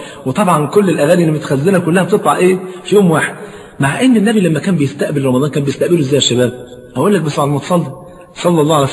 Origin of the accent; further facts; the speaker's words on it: Egypt; طبعا انت عارف عندنا في مصر الفول فرض عين مش كفاية